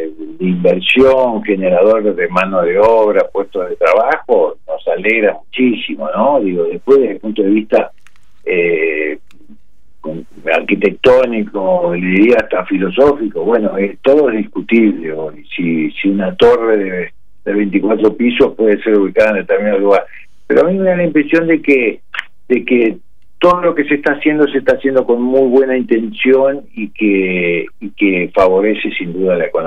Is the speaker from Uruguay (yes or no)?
yes; Uruguay; los uruguayos vimos el espacio y dijimos, bueno, después, como somos los uruguayos, ¿no?